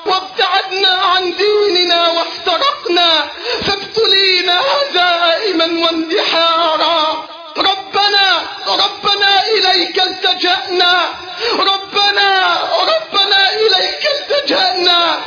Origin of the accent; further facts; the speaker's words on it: Egypt; اللهم احفظ بلدنا مصر من كل سوء وسائر بلاد